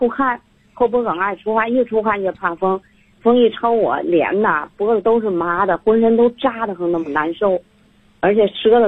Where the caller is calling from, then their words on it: Tianjin, China; 我是天津的